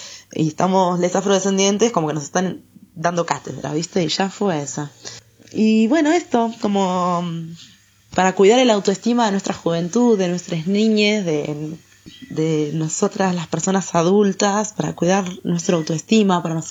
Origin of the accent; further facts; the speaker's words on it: Argentina; Yo siempre como me preguntan, ¿vos de dónde sos? Yo soy argentina, ¿y vos?